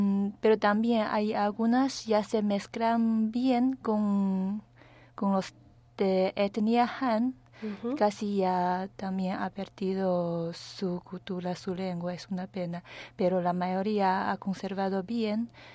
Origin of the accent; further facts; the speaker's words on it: China; Spanish is a second language; soy de China.